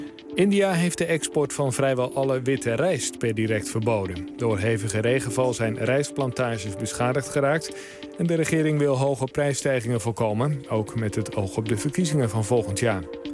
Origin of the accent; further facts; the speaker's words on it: Kortgenen, Zeeland, Netherlands; Van Noord-Beveland. Plaatsje Kortgenen.